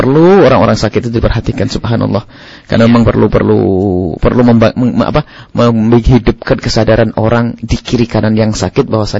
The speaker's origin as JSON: {"language": "Indonesian", "town": "Kolomayan", "region": "East Java", "country": "Indonesia", "said": "Kita ini jadi kami dari Sweden Kolomayan. Waktu itu masih serengat ikut Wonodadi kemudian Blitar, Jawa Timur, Indonesia."}